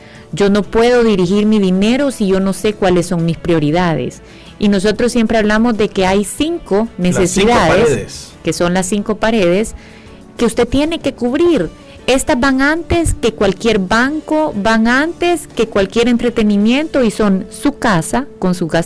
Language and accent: Spanish; El Salvador; Al final somos salvadoreños y deberíamos